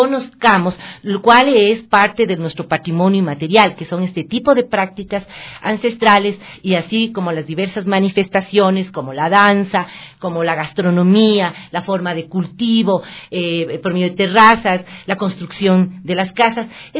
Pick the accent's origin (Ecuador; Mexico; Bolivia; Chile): Ecuador; a defender lo que como ecuatorianos somos